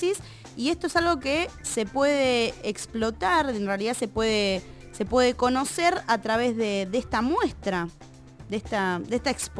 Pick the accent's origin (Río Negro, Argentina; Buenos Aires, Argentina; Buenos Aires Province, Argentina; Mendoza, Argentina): Río Negro, Argentina; Bariloche; Yo vengo de Bariloche, rock and roll, descontrol.